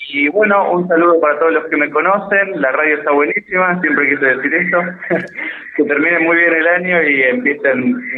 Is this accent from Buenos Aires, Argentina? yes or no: yes; Buenos Aires, Argentina; psicólogo de Buenos Aires, acá de visita.